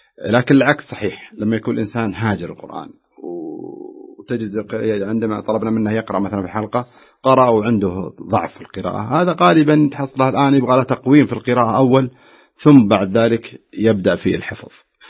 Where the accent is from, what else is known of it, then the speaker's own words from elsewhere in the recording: Najd, Saudi Arabia; منتشرة عندنا في نجد بالأصح